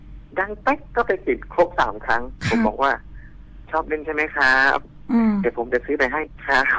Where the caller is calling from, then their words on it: Bangkok, Thailand; อยู่ในกรุงเทพกันครับ